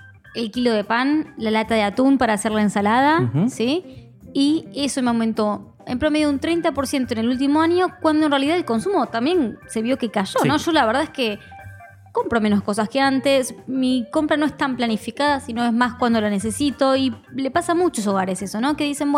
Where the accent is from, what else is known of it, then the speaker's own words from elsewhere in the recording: Rosario, Santa Fe, Argentina; de Rosario. ¿Dónde estás vos?